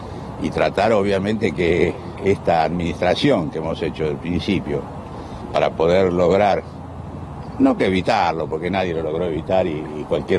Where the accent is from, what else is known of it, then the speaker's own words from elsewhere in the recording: Argentina; mi miedo desde el principio era el fantasma de que nosotros como argentinos estuviéramos un poco lejos en la cola del acceso a la vacuna